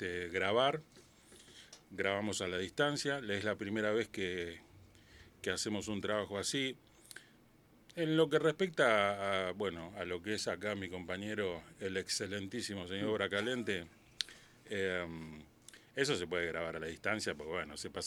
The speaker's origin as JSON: {"language": "Spanish", "country": "Argentina", "said": "Bueno, un agrado estar de nuevo acá en Argentina, en mi tierra."}